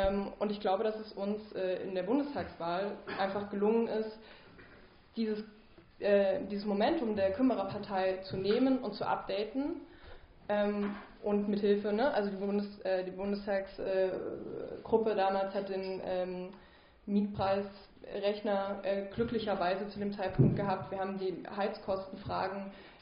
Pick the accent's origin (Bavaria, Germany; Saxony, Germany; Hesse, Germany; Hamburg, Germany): Saxony, Germany; ich komme aus Sachsen und bin sozusagen sehr stark innerparteilich ostdeutsch sozialisiert.